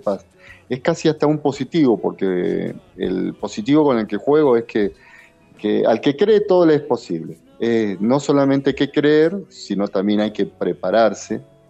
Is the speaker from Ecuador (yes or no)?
no; Argentina; la forma que nosotros podemos caminar como argentinos para traer un mañana mejor.